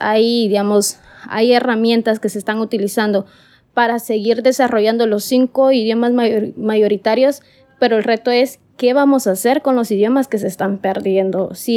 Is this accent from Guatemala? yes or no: yes; Guatemala; soy de Guatemala